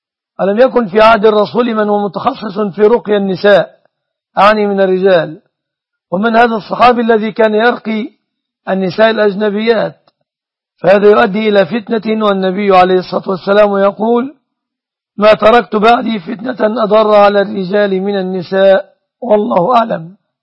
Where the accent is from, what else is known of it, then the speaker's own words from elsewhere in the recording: Egypt; أما الوضع عندنا في مصر فعلى النحو المذكور